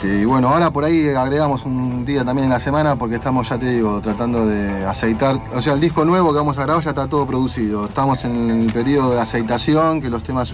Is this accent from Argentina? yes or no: yes; Villa Lugano, Buenos Aires, Argentina; Somos de Lugano, de Villa Celina